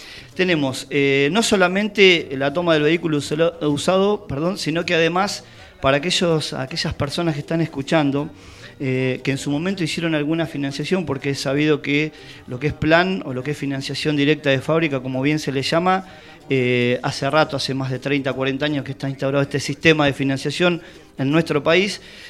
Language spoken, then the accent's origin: Spanish; Tandil, Buenos Aires Province, Argentina; Soy de acá, de Tandil, como dice la gente autóctona del lugar, nacido y criado.